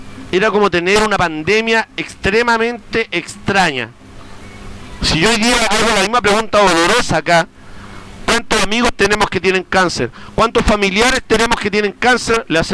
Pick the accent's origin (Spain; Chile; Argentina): Chile; Limache, Valparaíso; yo soy de Limache